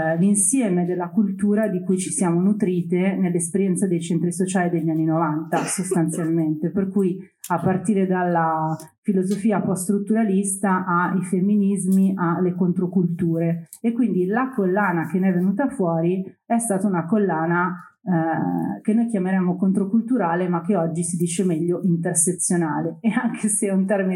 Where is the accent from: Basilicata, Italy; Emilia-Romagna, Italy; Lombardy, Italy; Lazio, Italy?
Lombardy, Italy; Milan; io sono di Milano, classe 1978, ho 44 anni, ho fatto Genova 2001, sono di quella generazione lì